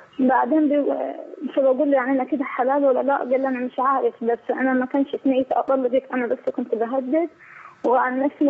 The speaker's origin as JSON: {"language": "Arabic", "country": "Egypt", "lives_now": "Saudi Arabia", "said": "أي أنا مصرية"}